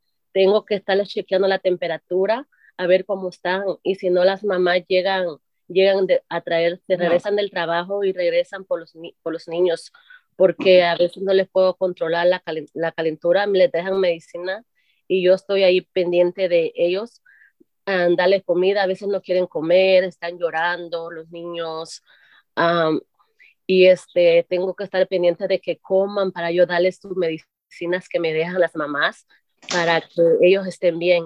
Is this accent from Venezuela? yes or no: no; El Salvador; Y soy del Salvador.